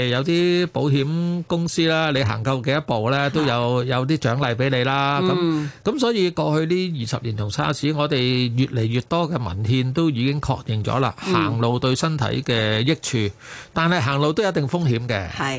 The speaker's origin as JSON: {"language": "Cantonese", "country": "China", "said": "我哋中國人有八字咧，就係發發發啊嘛。"}